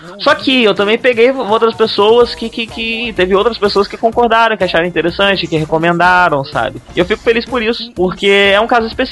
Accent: Campos, Brazil; Não, a gente veio de Campos, lá não tem gente que não é escroto.

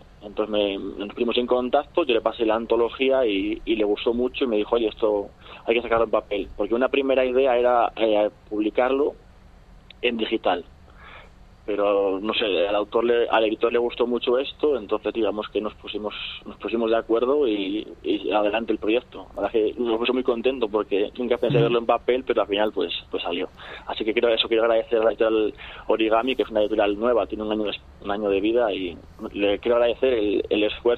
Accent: León, Castile and León, Spain; yo por ejemplo, soy de León, y en León no se veía muchas veces, o sea, se veía muy pocas veces a la gente buscar en los contenedores

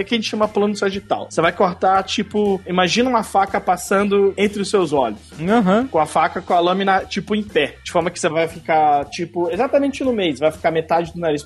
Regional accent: Brasília, Federal District, Brazil; Ó, eu sou de Brasília, a terra do concurso público.

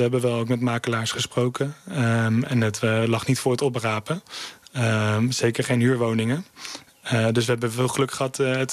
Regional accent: Kampen, Overijssel, Netherlands; En ik kom zelf uit Kampen, ook een kleine stad.

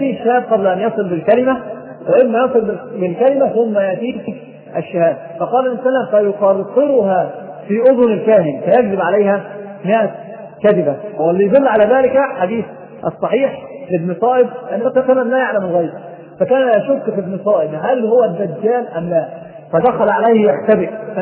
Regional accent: Egypt; ناس عندنا في مصر

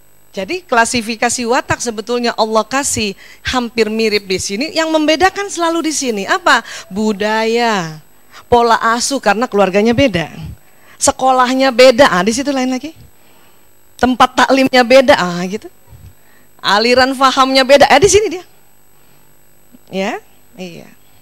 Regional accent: Medan, North Sumatra, Indonesia; Tapi saya lahir di Medan, besar di Medan.

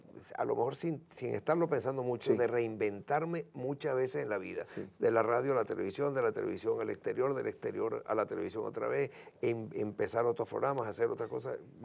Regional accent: Venezuela; yo sí tengo mucha fe en mi país. Yo no me quiero ir, no me quise ir, viví fuera y volví. Me reinventé para seguir siendo venezolano.

